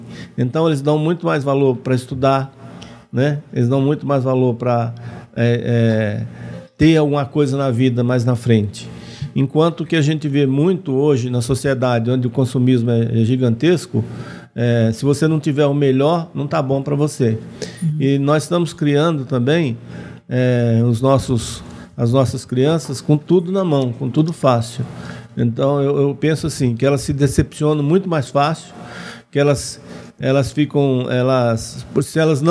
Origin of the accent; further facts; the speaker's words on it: Northeast Region, Brazil; eu sou nordestino, sou lá do sertão, né? Sertão onde quando chove até sapo morre afogado, às vezes, né?